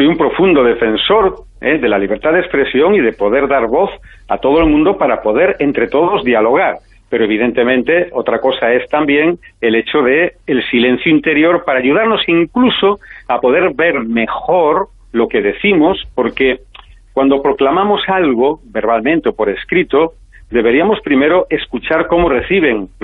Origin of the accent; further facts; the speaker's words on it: Galicia, Spain; sabes que como gallegos tenemos retranca